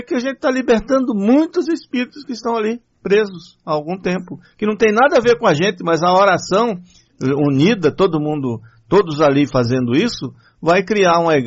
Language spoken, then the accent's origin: Portuguese; Patamutã, Bahia, Brazil; Na minha terra ninguém é proibido. Não, outra coisa é o seguinte. Estou falando lá em Patamutã, né? Porque na Bahia, no começo eles entraram em horário de verão algumas vezes.